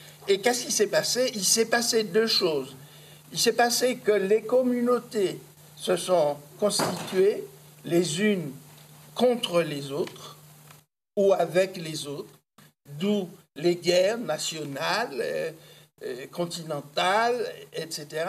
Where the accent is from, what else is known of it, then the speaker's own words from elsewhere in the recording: France; en tant que Français, je participe d'un mouvement qui est le mouvement de civilisation du monde